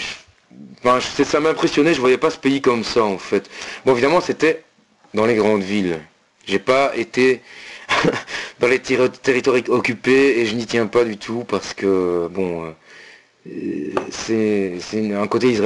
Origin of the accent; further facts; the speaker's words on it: Belgium; accent: Belgian French; qui reconnaissaient mon accent français, enfin belge, et qui me demandaient ce que je faisais là